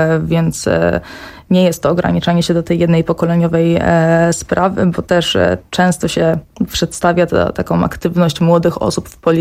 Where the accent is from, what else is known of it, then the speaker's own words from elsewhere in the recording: Silesian Voivodeship, Poland; Ja jestem z rodziny z Górnego Śląska, zawsze jakby z typowo robotniczej rodziny